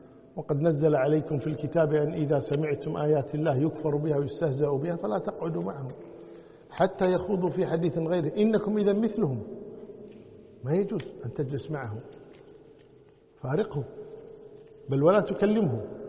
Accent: Kuwait; يعني عندنا بالكويت مثلا واحد الضحى يروح دوانية

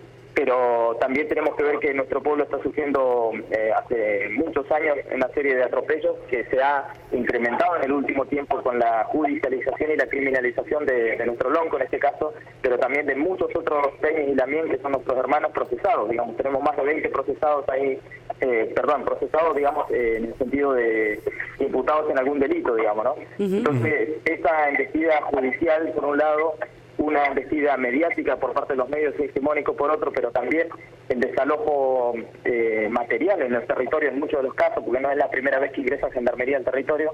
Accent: Chubut, Argentina; para nosotros que venimos del sur, venimos de Chubut

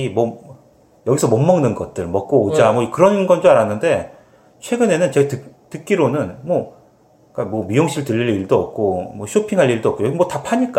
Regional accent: Seoul, South Korea; 서울에서 태어나서 거기서 뭐 줄곧

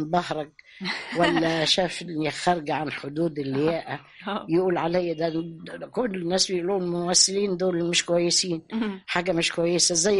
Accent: Sudan; اللي انا تربيت عندهم في السودان

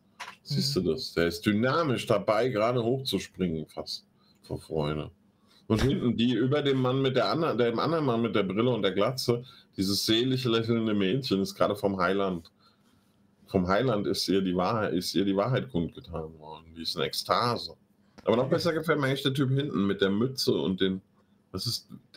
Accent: Hesse, Germany; es gibt in der Gemeinde, wo ich groß geworden bin, die liegt im Speckgürtel von Frankfurt, und das war mal eine Obstbaugemeinde

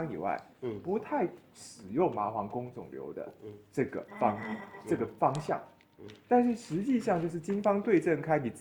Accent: Taiwan; 我们台湾人会是，就是有一个说是这个人很硬

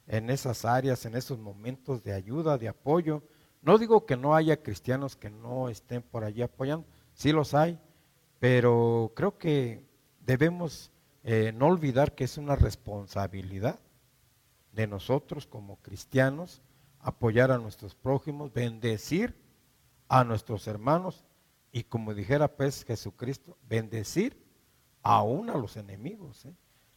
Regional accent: Mexico; Nosotros hemos visto, como pueblo mexicano, que los mexicanos somos muy dados a ayudarnos.

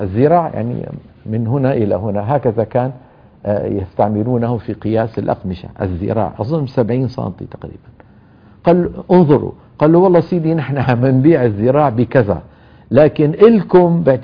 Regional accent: Syria; بتذكر في عندنا بسوريا مدينة اسمها حماة، من المدن المشهورة

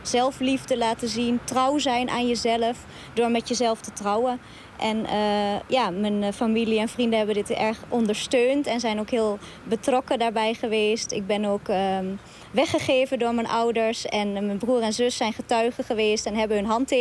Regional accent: Netherlands; En ik denk dat we als Nederlanders zelf daar ook een rol in spelen door hem niet neer te zetten als die alleenstaande premier.

